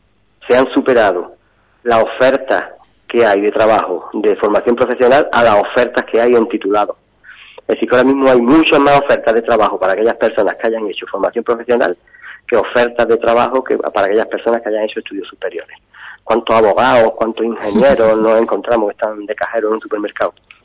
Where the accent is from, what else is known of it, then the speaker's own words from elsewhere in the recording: Granada, Andalusia, Spain; Yo soy de Granada, estoy trabajando aquí, llevo ya 25 años.